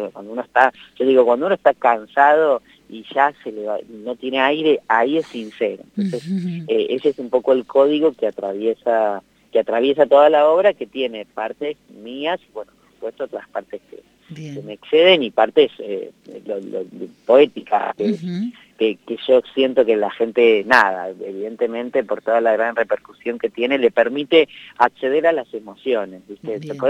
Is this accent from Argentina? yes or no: yes; Buenos Aires, Argentina; no soy un pibe de barrio porque me mudé 20 veces, uh-huh. literal, pero sí soy porteño, he pasado por muchos barrios porteños.